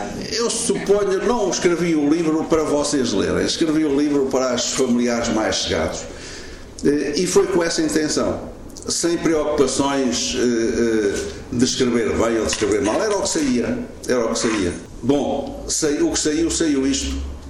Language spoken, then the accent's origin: Portuguese; Aveiro, Portugal; não como militante partidário, mas como aveirense, como amigo